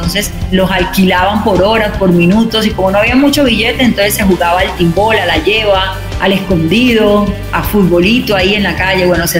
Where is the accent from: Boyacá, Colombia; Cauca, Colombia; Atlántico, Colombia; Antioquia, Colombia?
Atlántico, Colombia; Soledad; also born or lived in Barranquilla; nací en Soledad, en el municipio de Soledad, y luego me voy a vivir a Barranquilla para hacer los estudios universitarios. Es decir, la mitad de la vida que estuve en la costa caribe colombiana la hice en Soledad y en Barranquilla.